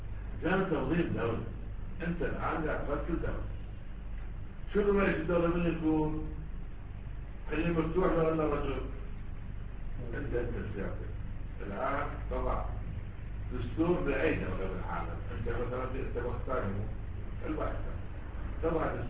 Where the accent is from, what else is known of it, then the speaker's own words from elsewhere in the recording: Iraq; شوف احنا عندنا بالعراق